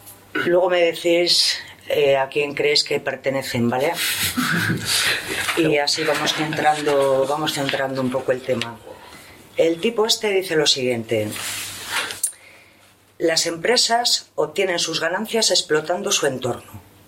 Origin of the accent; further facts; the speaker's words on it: Palencia, Castile and León, Spain; Vengo de Palencia